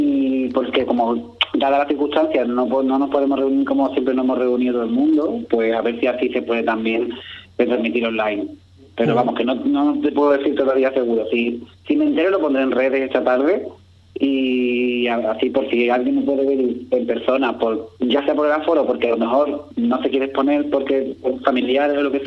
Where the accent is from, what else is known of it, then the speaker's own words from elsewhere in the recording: Ubrique, Andalusia, Spain; cuando yo era pequeño me lo imaginaba y a mí me encanta dibujar Ubrique